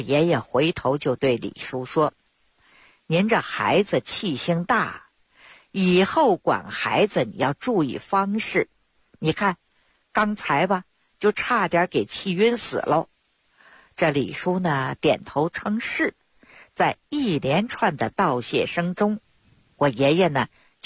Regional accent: Beijing, China; 我呢是土生土长的北京人儿。我自小呢出生在一个中医世家， … ，我的爷爷我的父亲那都是郎中。

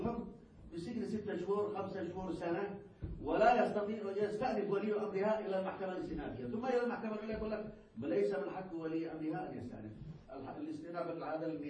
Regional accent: Yemen; لكن هنا تزودوا عندنا في اليمن وجعلوا الحق الشخصي

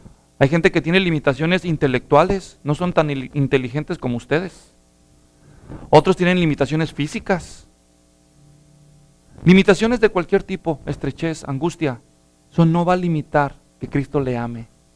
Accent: Guadalajara, Jalisco, Mexico; Como decimos los mexicanos, al menos los que somos de Guadalajara, allá del barrio, cuando éramos niños

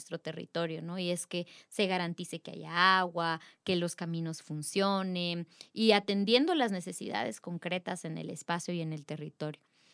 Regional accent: Totonicapán, Guatemala; de Totonicapán, somos electos en asamblea para prestar un servicio a la comunidad.

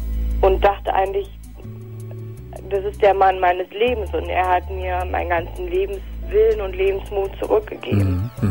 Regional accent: Potsdam, Brandenburg, Germany; moved away; Also ich komme eigentlich aus Potsdam.

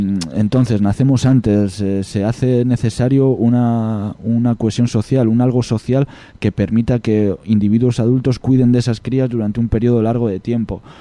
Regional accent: Extremadura, Spain; Yo en Extremadura, en mi pueblo, hay vacas, hay toros

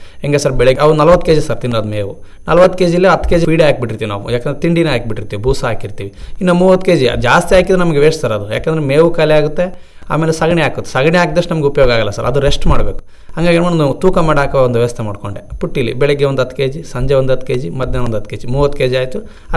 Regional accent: Hirekere, Karnataka, India; First ತಾರ್ನಾಡ್ದಲ್ಲೇ ನಾನು ಹುಟ್ಟಿ ಬೆಳೆದಿದ್ದು ಸರ್. ಸ್ವಂತ ಊರು ಮಲಕಮೂರು ತಾಲೂಕು ಹಿರೇಕೆರೆಯಲ್ಲಿ, ಆದರೂ ಸಹ ಬಾರ್ಡರ್ಲ್ಲಿ ಬರುತ್ತೆ, ಹೊಲ ಇಲ್ಲಿ ಬರುತ್ತೆ, ಮನೆ ಮಾತ್ರ ಮಲಕಮೂರು ತಾಲೂಕಲ್ಲಿ ಬರುತ್ತೆ.

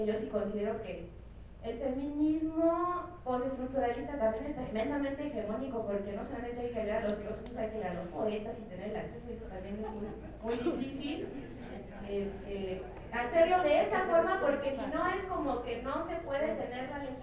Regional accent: Querétaro, Mexico; habemos mujeres feministas que trabajamos en provincia, yo soy de Querétaro

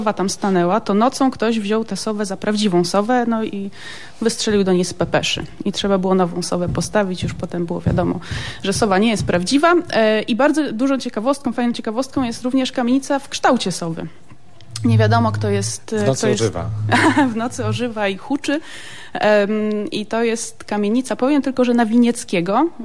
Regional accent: Sopot, Pomeranian Voivodeship, Poland; Ja się wychowałam w Sopocie, jestem w trzecim pokoleniu sopocianką.

